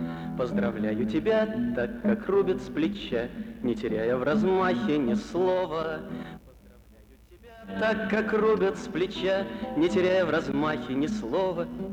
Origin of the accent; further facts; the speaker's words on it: Saint Petersburg, Russia; приехали из Ленинграда, и поэтому ну, никак не обойтись без ленинградских песен.